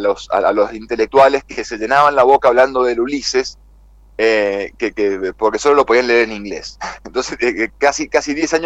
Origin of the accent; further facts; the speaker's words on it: Argentina; tenemos el orgullo, así como argentinos, campeones del mundo